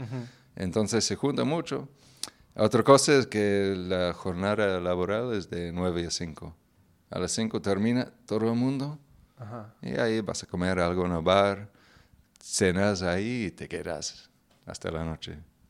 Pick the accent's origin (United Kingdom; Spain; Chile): United Kingdom; Northern Ireland; Spanish is a second language; En mi pueblo, a ver, mi pueblo... No, me parece que no. La ciudad cercana es Belfast, que ya tiene 1,000,000 y pico de habitantes.